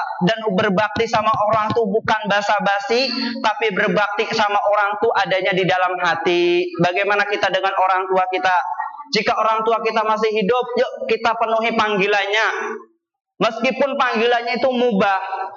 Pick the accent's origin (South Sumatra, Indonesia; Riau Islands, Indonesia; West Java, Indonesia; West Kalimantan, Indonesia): West Java, Indonesia; Saya itu orang Sunda, enggak ngerti tiker.